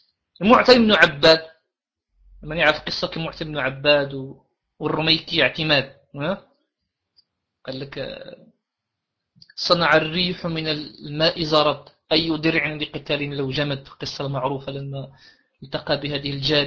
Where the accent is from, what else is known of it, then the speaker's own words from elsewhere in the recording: Morocco; أنا كمغربي في بعض الأحيان أحزن